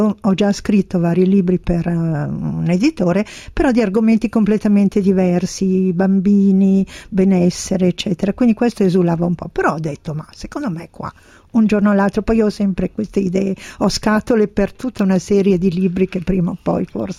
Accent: Bergamo, Lombardy, Italy; Beh, io sono di Bergamo, cosa faccio?

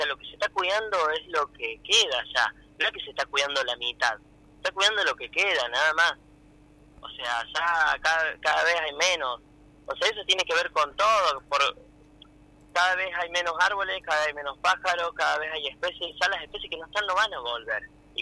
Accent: Cosquín, Córdoba, Argentina; yo soy acá de Cosquín, de mi familia nació acá, yo nací acá.

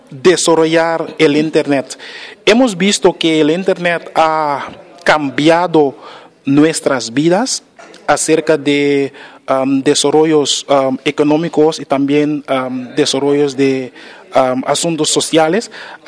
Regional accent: Curaçao; Soy de Curazao. Curazao es una isla en el Caribe, como 40 millas al norte de Venezuela. Y cuando el tiempo está bien claro, podemos ver las montañas de Coro en Venezuela. Entonces, somos vecinos.

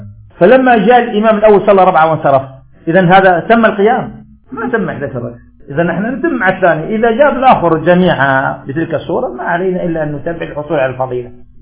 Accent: Algeria; عندنا في الجزائر سبح اسمه قل يا كثرة السلامة

